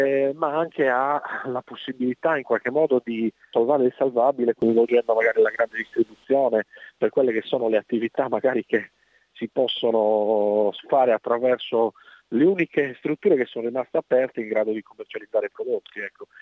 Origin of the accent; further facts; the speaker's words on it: Cagliari, Sardinia, Italy; Io sono da Cagliari.